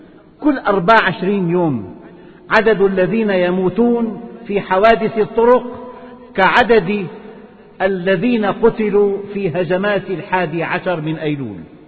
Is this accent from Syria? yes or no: yes; Syria; أما في بلدنا سوريا فتشير التقارير